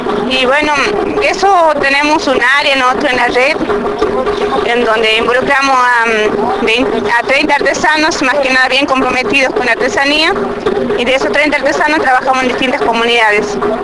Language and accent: Spanish; Tilcara, Jujuy, Argentina; soy de Tilcara, departamento de Tilcara, la provincia de Jujuy.